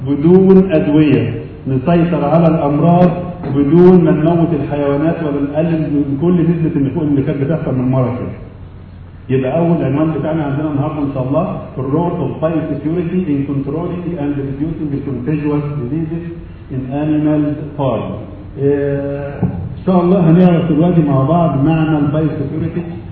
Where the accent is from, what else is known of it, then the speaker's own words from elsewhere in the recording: Egypt; احنا شعب مصري ممكن يعمل اي حاجه موجوده